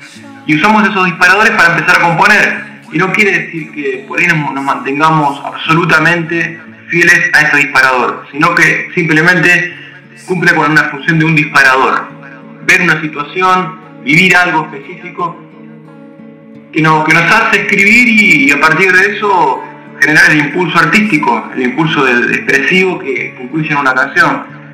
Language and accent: Spanish; Glew, Buenos Aires Province, Argentina; Carlitos, Ángel y yo, somos de Gledu. Son ciudades que están al sur del conurbano de la provincia de Buenos Aires. Almirante Brown y Presidente Perón son los dos distritos que contienen estas localidades.